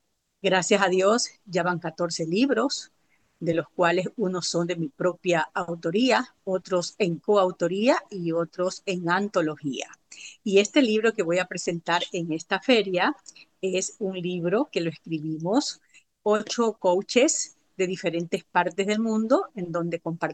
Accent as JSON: {"language": "Spanish", "country": "Ecuador", "tie": "born or raised there", "said": "soy oriunda de Ecuador. Por estos días estoy de viaje en la Florida visitando a mi hijo y a su familia."}